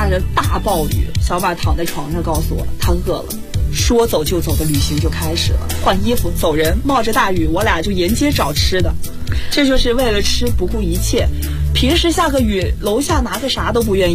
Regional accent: southern China, China; 那我觉得我作为南方人啊，我那时候第一次见到雪也是很新奇

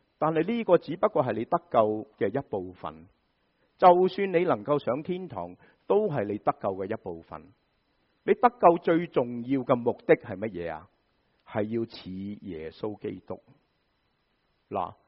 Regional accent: China; 好像我们中国人，我听过台山人都是这样

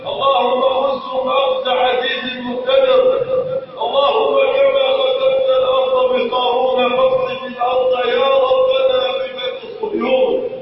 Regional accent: Egypt; اللهم ارفع عن بلدنا مصر الغلاء والبلاء والوباء

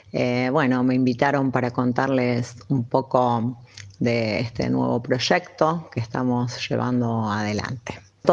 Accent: Rosario, Santa Fe, Argentina; now in Funes, Argentina; soy rosarina, actualmente vivo en la ciudad de Funes, en la hermosa ciudad de Funes.

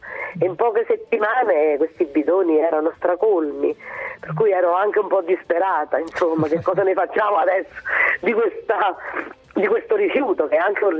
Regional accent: Campania, Italy; moved away as an adult; io ho fatto in omaggio alla mia terra, che è la terra dei fuochi, dove, insomma, da dove sono andata via

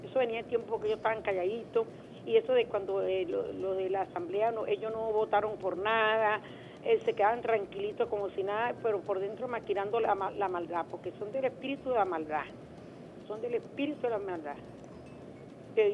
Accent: Venezuela; No podemos seguir con los que fueron en la Cuarta República porque yo soy venezolana.

